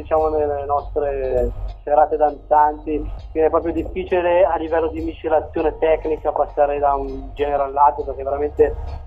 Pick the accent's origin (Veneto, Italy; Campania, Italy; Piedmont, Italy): Piedmont, Italy; Ornavasso; Noi siamo di Ornavasso.